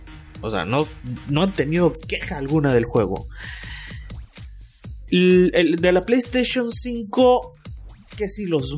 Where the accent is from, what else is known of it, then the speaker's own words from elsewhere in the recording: Mexico; Como buen mexicano, al último todo, y no alcancé